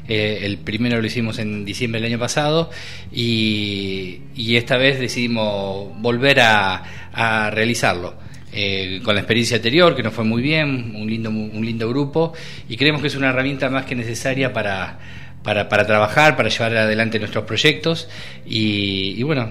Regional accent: Argentina; por idiosincrasia no somos personas, el argentino no es mucho de planificar

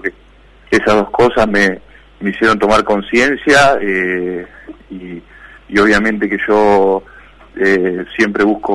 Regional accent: Argentina; now in Spain; yo como argentino quiero que se solucione y que le vaya bien a todos

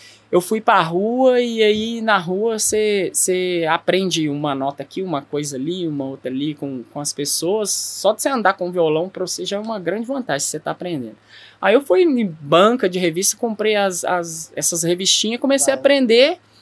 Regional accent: Belo Horizonte, Minas Gerais, Brazil; Eu nasci e fui criado no Barreiro.

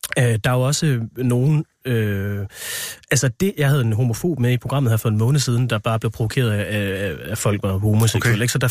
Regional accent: Central Denmark Region, Denmark; also born or lived in Aarhus; now in Copenhagen, Denmark; jeg er jo selv fra Vestjylland, og der var jeg fra.

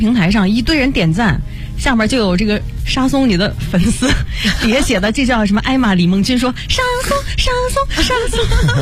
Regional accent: China; 汤姆斯杯应该说羽毛球是我们中国人比较喜欢的

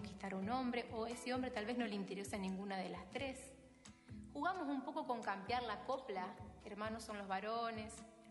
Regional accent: Santa Fe, Argentina; born there; now in Rosario, Argentina; nací en Hessler, aquí en la provincia de Santa Fe. Vivo actualmente en Rosario y trabajo aquí.

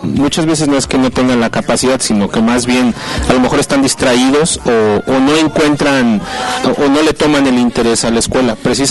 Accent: Monclova, Coahuila, Mexico; now in Irapuato, Mexico; yo soy ingeniero de Monclova, Coahuila, y tengo 23 años viviendo aquí en Irapuato.

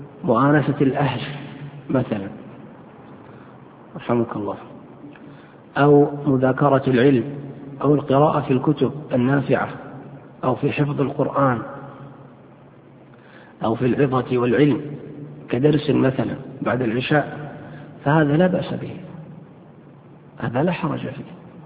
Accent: Yemen; فقالوا قيدوه في صنعاء عندنا في اليمن

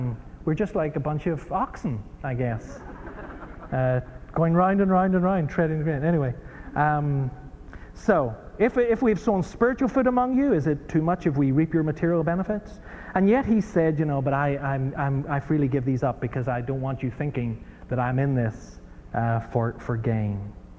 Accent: Ireland; also born or lived in United States; I mean, I was brought up in Ireland where, you know

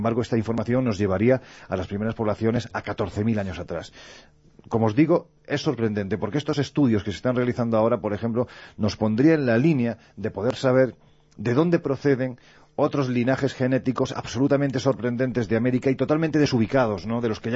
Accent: Andalusia, Spain; Oye, yo siempre digo que soy andaluz sin gracia, o sea que...

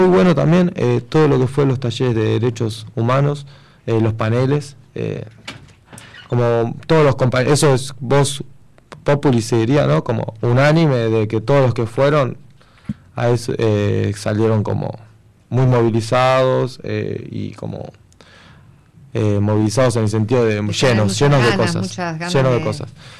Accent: La Rioja, Argentina; accent: Riojano; Tengo un acento riojano, si se han dado cuenta.

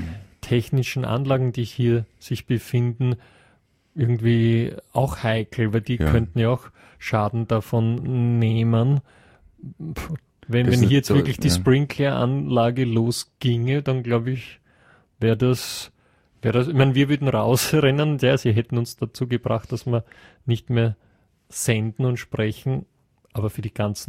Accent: Lower Austria, Austria; wenn ich sage, ich komme aus dem Most Viertel, dann...

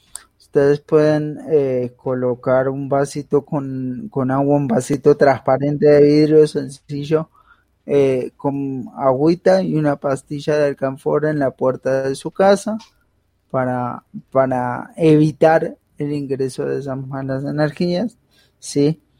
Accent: Buenos Aires Province, Argentina; now in Colombia; No soy porteño, soy bonaerense.

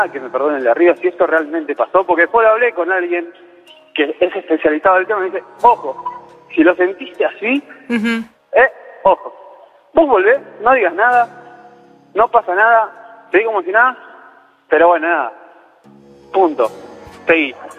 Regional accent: Caseros, Buenos Aires Province, Argentina; Soy de Caseros.

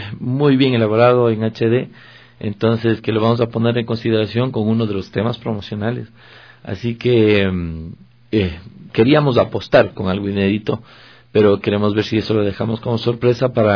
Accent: Ecuador; cuando yo realmente me considere que soy un ecuatoriano de exportación, he de pensar en salir al extranjero.

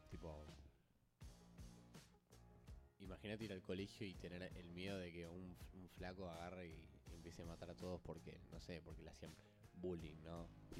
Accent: Argentina; siendo ciudadanos argentinos es importantísimo ver esa película.

